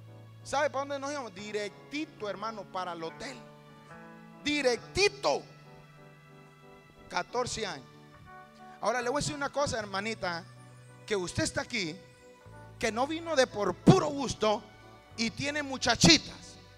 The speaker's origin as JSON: {"language": "Spanish", "country": "Honduras", "said": "Y yo decía yo, pues como buen catracho"}